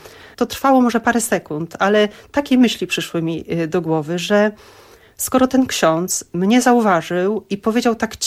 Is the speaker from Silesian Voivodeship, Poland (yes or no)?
no; Szczecin, West Pomeranian Voivodeship, Poland; Ja pochodzę ze Szczecina. Jest to środowisko takie bardziej ateistyczne niż religijne. Nasi rodzice, którzy tam osiedlili się w Szczecinie, każdy pochodził z innej części Kresy, tak?